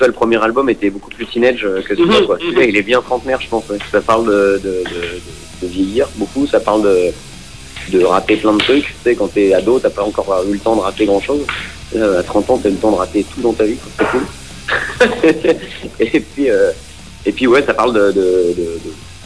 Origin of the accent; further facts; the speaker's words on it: Paris, Île-de-France, France; Eh bien, on est, nous, on vient de Paris, région parisienne.